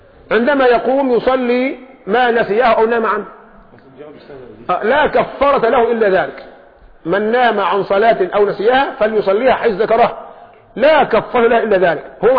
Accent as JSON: {"language": "Arabic", "country": "Egypt", "said": "لكن احنا كمصريين قلوبنا ضعيفه"}